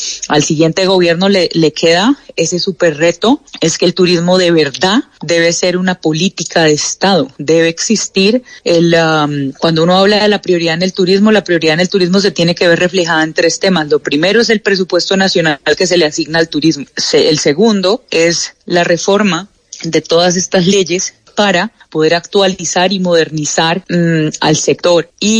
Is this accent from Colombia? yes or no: yes; Colombia; eso es lo que somos los colombianos, somos gente positiva, somos gente emprendedora.